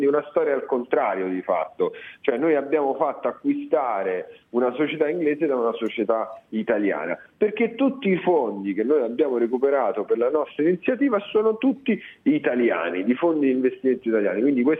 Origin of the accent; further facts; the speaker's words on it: Rome, Lazio, Italy; born there; moved away as an adult; also born or lived in London; Sono nato a Roma e a 19 anni sono andato a Londra, appena finito il liceo, neanche aspettato i quadri, sono andato a Londra, ho fatto l'università là e ci sono rimasto fino a quando, cioè, avevo 30-31 anni.